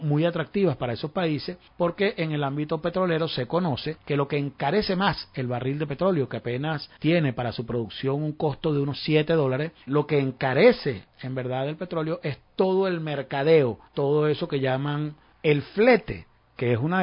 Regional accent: Mexico; Como mexicano creyente en la democracia liberal

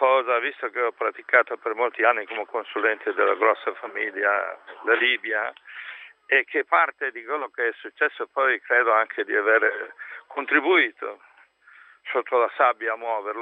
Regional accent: Veneto, Italy; also born or lived in Switzerland; Sì, io sono italiano, anzi no, sono veneto di origine, ma ho vissuto in Svizzera per tanti anni e sono stato influenzato nella cadenza.

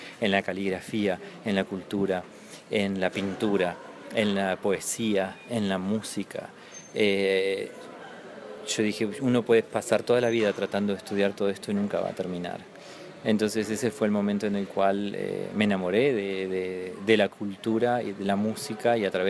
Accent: Comodoro Rivadavia, Chubut, Argentina; mi hermana bailaba en la colectividad, en la comunidad árabe de mi ciudad natal, que es Comodoro Rivadavia

